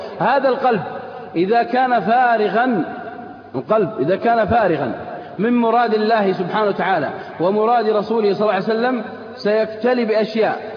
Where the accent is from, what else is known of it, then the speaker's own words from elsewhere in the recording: Al-Qassim, Saudi Arabia; عندنا في القصيم بعد الفجر الضحى، صح؟